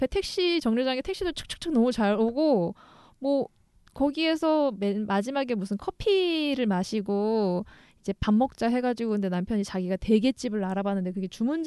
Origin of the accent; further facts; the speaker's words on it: Gangwon, South Korea; 제가 강원도 출신이잖아요.